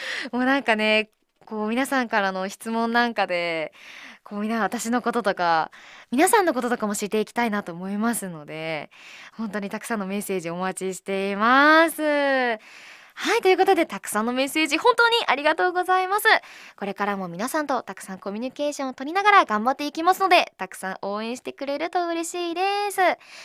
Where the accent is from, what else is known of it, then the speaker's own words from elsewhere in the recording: Miyagi, Japan; 私宮城県出身なので宮城弁を挨拶に入れたりしたらいいんじゃないかなということだったんですけど、私住んでたところがもうめちゃめちゃもうだっちゃだっちゃっていう感じで喋るとこじゃなかったんですよ。なのでめちゃめちゃこう、なまってたかって言われるとそうじゃない